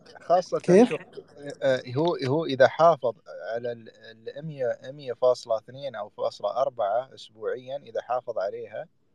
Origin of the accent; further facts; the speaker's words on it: Sharjah, United Arab Emirates; انا من الامارات مش شارجه